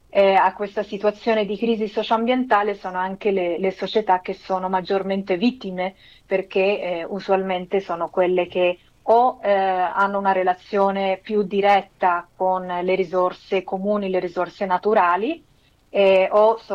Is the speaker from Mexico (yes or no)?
yes; Mexico; io sono messicana, sono figlia di una messicana che è migrata in Italia, a Firenze, e che poi si è sposata con un italiano che è mio padre, e quindi ho la doppia cittadinanza